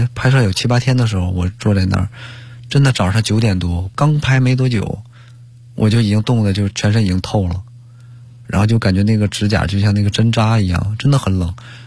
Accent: Liaoning, China; 我是辽宁人

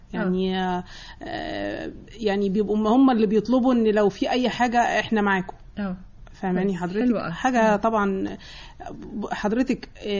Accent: Egypt; يمكن هم اكتر من عندنا في القاهرة، لانهم هي يعني مصر طبعا في دمنا كلنا

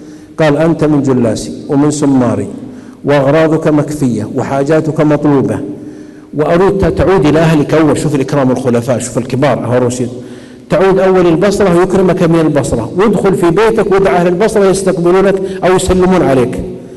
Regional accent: Saudi Arabia; عندنا في السعوديه

